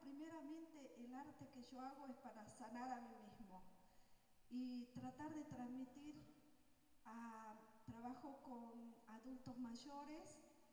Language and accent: Spanish; Salta, Argentina; Yo soy de aquí, de Salta, hermana de César.